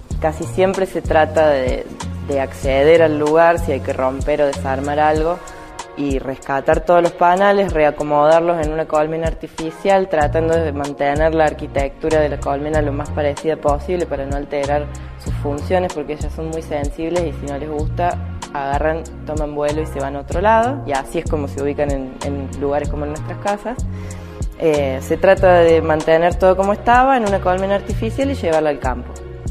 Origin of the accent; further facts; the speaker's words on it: Alta Gracia, Córdoba, Argentina; soy ingeniera agrónoma. Soy de Altagracia y soy apicultora.